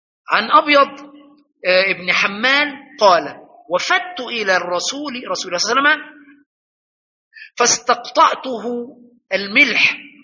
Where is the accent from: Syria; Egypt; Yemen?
Egypt; ولكن الفزلكة عندنا في مصر اللي بيتكلم كلام مش فهم،